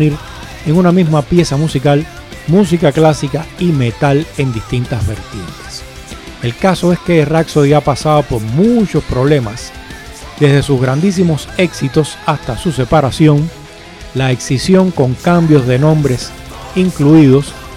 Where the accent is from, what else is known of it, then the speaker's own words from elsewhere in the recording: Cuba; accent: Cuban; now in Spain; yo soy el primero que sueno como cubano, quiero sonar como cubano, seguirlo haciendo toda mi vida